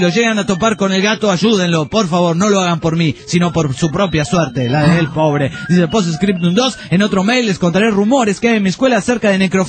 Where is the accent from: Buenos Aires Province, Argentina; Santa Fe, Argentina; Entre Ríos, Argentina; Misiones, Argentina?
Buenos Aires Province, Argentina; Pergamino; de Pergamino, Argentina.